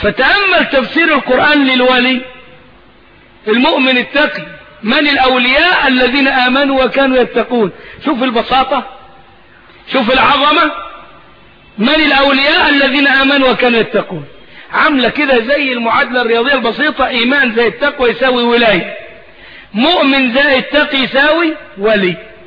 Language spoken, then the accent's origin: Arabic; Egypt; اهو دي حاجات من التخاريف الموجودة عندنا في الريف المصري.